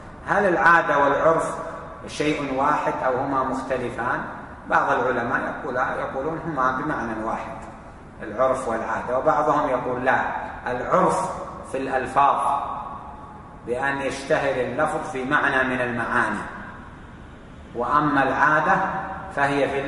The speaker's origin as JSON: {"language": "Arabic", "country": "Saudi Arabia", "said": "فإذا قال بعتك بألف عندنا في السعودية هنا معناه بعتك بألف ريال"}